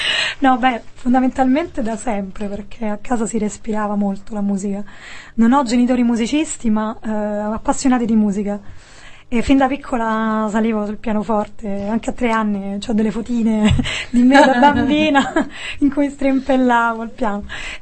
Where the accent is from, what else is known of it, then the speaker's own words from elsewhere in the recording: Rome, Lazio, Italy; mia madre è belga, però io sono nata e cresciuta a Roma, e mio padre è italiano, però in realtà è molto più complicato, perché i miei sono nati in Africa.